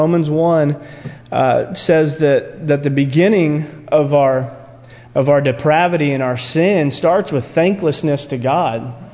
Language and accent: English; United States; born there; thankful, you know, that I was born in America